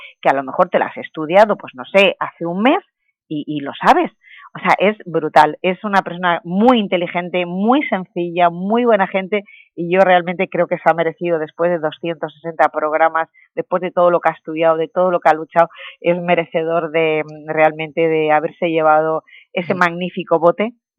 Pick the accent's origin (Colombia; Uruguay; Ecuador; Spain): Spain; Elche, Valencian Community; te lo tengo en Elche, en el campo de Elche, es una ciudad preciosa, bueno, yo le vendí mi tierra como se la vendo a todo el mundo